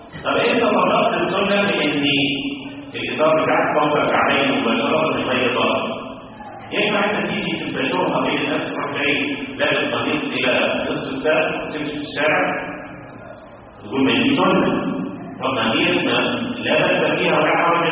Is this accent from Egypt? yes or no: yes; Egypt; طب المشهور عندنا في مصر أنه لا يرفعون إلا في التكبيرة الأولى